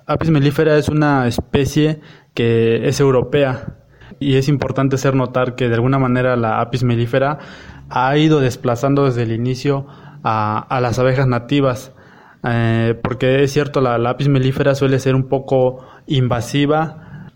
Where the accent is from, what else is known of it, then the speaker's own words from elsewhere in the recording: Xochitlán de Flores Magón, Oaxaca, Mexico; Soy del municipio de Los Xochitlán de Flores Magón, en la región cañada del estado de Oaxaca, en la Sierra Mazateca.